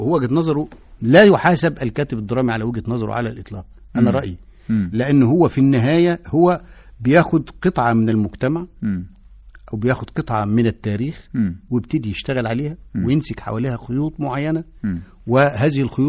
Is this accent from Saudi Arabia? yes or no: no; Egypt; الذي لم نحسه او نشعر به كمصريين